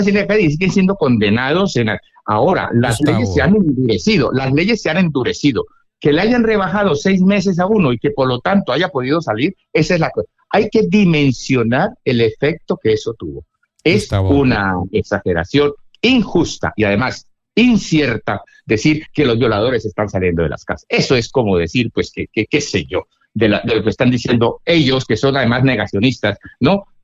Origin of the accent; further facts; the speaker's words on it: Cali, Valle del Cauca, Colombia; como yo soy caleño, en Colombia